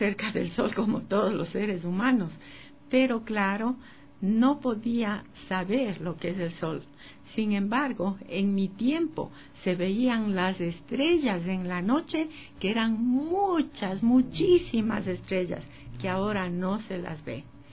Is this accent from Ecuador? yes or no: yes; Ecuador; moved away as an adult; also born or lived in United States; Bueno, nací en el Ecuador, como ya saben la fecha en que nací, y viví aquí hasta los 23 años. Y luego fuimos a Estados Unidos con mi esposo y vivimos en Estados Unidos por mucho tiempo. He vuelto al Ecuador hace 9 años.